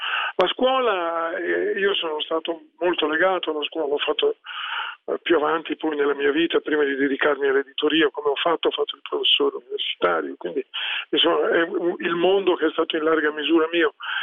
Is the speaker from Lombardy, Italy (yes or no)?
yes; Milan, Lombardy, Italy; sono milanese, sono sempre vissuto da allora a Milano, tranne gli anni dell'università che ho fatto a Pavia